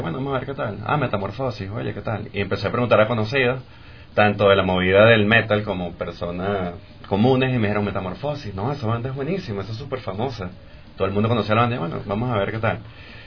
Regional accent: Venezuela; now in Quito, Ecuador; Yo vengo de Venezuela. Sinceramente, me mudé a Guayaquil, estuve allá viviendo un par de años, mudé para Quito hace como 2 meses más o menos

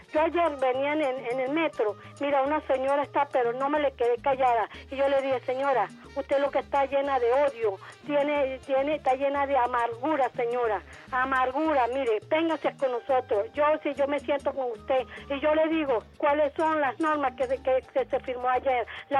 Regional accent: Venezuela; como venezolana, como patriota, como chavista.

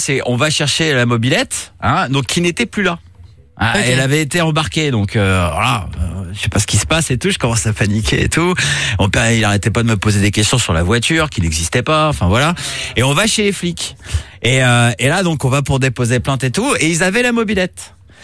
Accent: Brittany, France; je te rappelle que je suis breton.

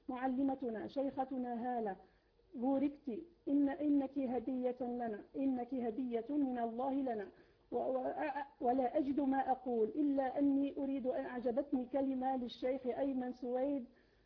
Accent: Algeria; أشهد أنا من الجزائر أننا نحبكم في الله

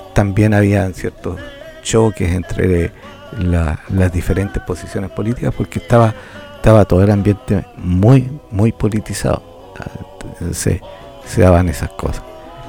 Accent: Talca, Maule, Chile; yo vivía en una pensión en Santiago. No era mi casa, soy originario de Talca, un estudiante talquino en Santiago

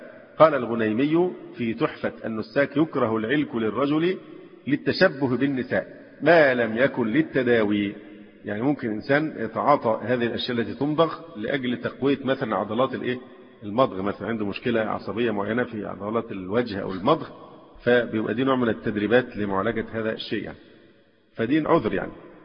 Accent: Alexandria, Alexandria Governorate, Egypt; مثلا عندنا في الإسكندرية، يمكن مش موجودة في أماكن تانية

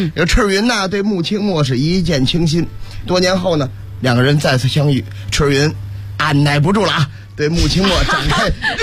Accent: Beijing, China; 我也是北京的。

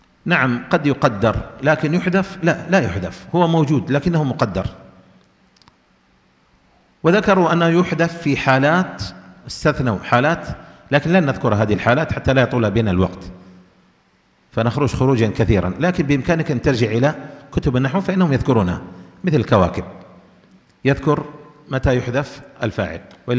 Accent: Yemen; لكن عندنا في اليمن يقولون في الإعراب

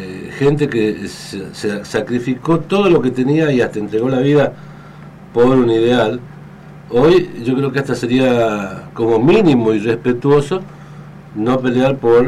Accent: Argentina; de poder comenzar a tocar estos temas que hacen a la conformación de nuestro ser como ser argentino, ¿no?

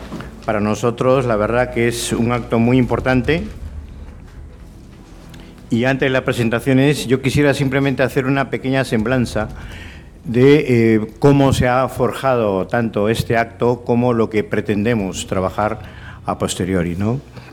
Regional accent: Peru; moved away; llevo ya aquí 40 años, vine de Perú

